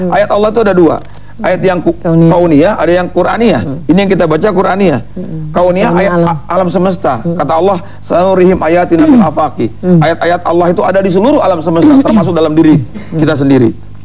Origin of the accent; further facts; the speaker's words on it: Donggala, Central Sulawesi, Indonesia; born there; saya orang yang lahir di Donggala di Sulawesi sana ya, kebetulan Allah berikan apa rezeki kepada orang tua, datang di Jakarta ya, banyak bermain di Bandung, banyak di Jawa Barat